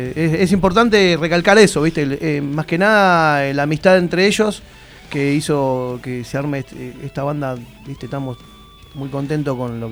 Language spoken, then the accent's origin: Spanish; Buenos Aires Province, Argentina; zona sur es grande, bueno, nosotros estamos del lado del río, así que sí, somos del sur, sudeste de Gran Buenos Aires.